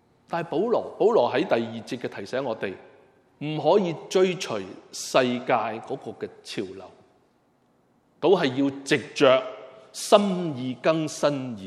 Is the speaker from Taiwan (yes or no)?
no; Hong Kong; 我们香港人给了一个 很亲昵的名字